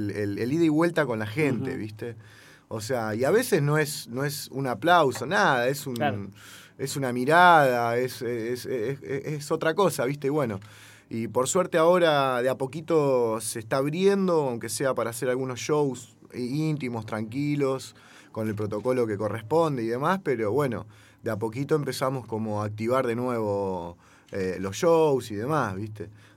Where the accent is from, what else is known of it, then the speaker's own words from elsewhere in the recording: La Plata, Buenos Aires Province, Argentina; Acá, yo que soy de Gambier, lo estábamos hablando recién